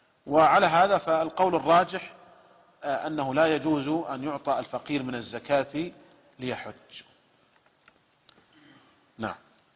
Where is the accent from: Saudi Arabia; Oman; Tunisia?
Saudi Arabia; والشركات عندنا في المملكة العربية السعودية ملزمة بدفع الزكوات